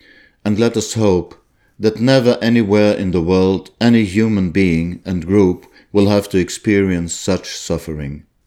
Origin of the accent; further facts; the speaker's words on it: Israel; immortalize their memory, not in my home country Israel, but here where they lived and loved